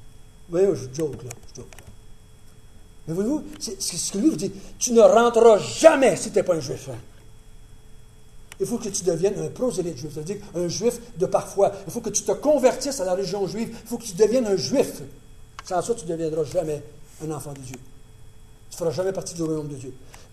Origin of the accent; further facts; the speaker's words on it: Quebec, Canada; bon, ben moi, là, je suis pas Juif, je suis Québécois